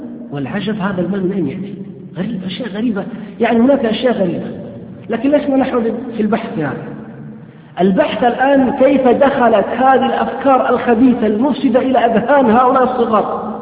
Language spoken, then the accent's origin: Arabic; Saudi Arabia; لا سيما في هذه البلاد، في بلادنا السعودية نعاني من فئة من الشباب